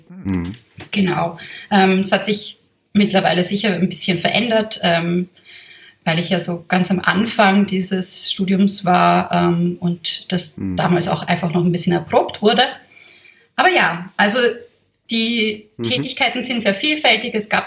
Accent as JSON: {"language": "German", "region": "Vienna", "country": "Austria", "said": "Okay, also ich bin Wienerin. Ich bin von hier."}